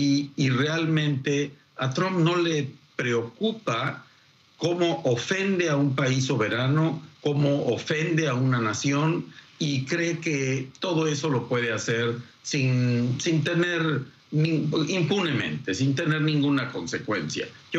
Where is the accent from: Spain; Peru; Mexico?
Mexico; Y los culpables somos los mexicanos